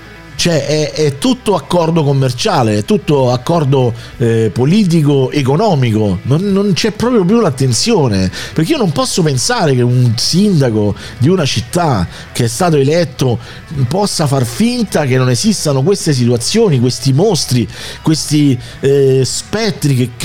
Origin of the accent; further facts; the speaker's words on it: Rome, Lazio, Italy; Lo posso dire, da romano, da amante di sta città, a me sta cosa fa schifo.